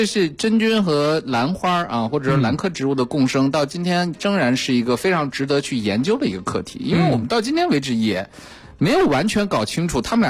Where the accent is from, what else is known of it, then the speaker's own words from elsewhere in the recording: China; 蜜环菌我们中国人真正的多接触的地方是在哪儿呢